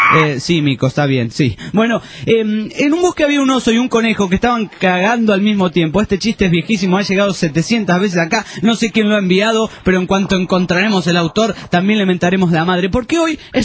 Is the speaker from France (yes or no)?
yes; France; Spanish is a second language; Hola, soy francés y escucho el programa de vosotros por la web.